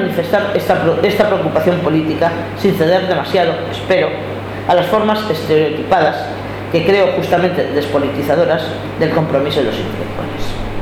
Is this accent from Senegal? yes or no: no; Spain; vengo del Estado español